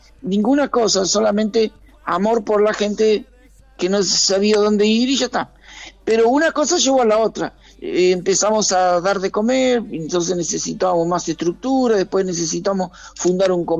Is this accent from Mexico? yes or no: no; Indio Rico, Buenos Aires Province, Argentina; yo vine de mi pueblo, de Indio Rico, vine a estudiar al partido de Merlo